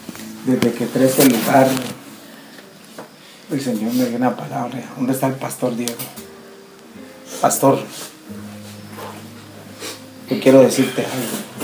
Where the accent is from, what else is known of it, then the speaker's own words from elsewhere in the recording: Guatemala; Yo vengo de Guatemala.